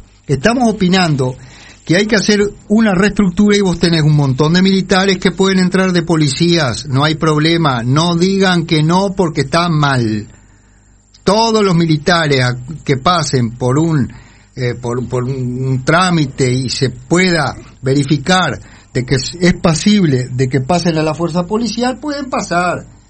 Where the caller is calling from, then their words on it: Durazno, Uruguay; de Durazno, saludo